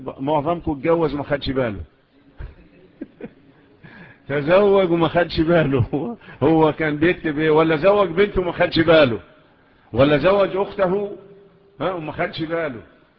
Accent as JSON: {"language": "Arabic", "country": "Egypt", "said": "والقضاء عندنا في مصر إلى الآن"}